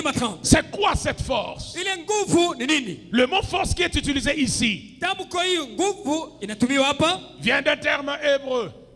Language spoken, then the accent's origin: French; Kinshasa, DR Congo; Je ne suis pas hébreu, je suis congolais